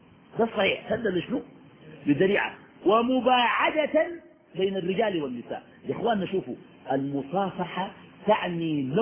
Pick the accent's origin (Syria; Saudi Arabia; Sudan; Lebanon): Sudan; نحن عندنا في السودان الناس بكرسوا